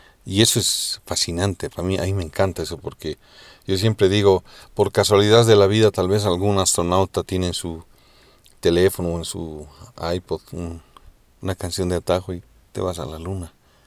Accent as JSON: {"language": "Spanish", "country": "Bolivia", "said": "yo pienso que la música en Bolivia es exactamente como somos los bolivianos."}